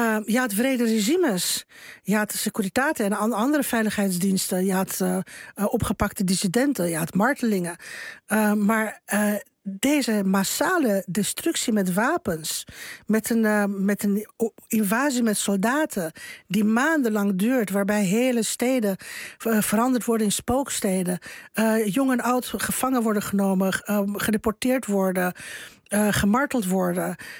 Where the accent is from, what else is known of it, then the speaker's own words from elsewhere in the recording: Bucharest, Romania; En je ziet voor je ogen speelt zich alles af wat je als kind in Boekarest gevreesd heeft.